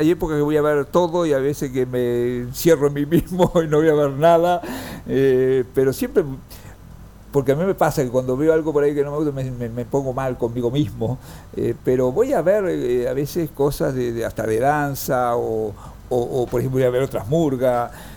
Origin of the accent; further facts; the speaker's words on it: Junín, Buenos Aires Province, Argentina; also born or lived in Rawson; cuando empecé la escuela secundaria nos mudamos a Junín. Estuve 5 años en Junín, que hicimos la escuela secundaria, después ya me vine a Buenos Aires.